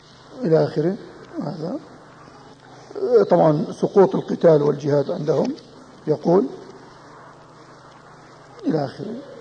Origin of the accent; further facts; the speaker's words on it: Jordan; مجموعة مدارس الأطفال عندنا في الأردن،